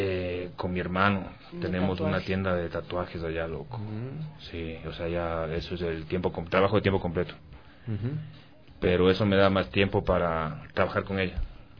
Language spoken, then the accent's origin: Spanish; New Jersey, United States; como somos de New Jersey, uh-huh, es como que un poquito difícil colarte en escena local de allá, que es Nueva York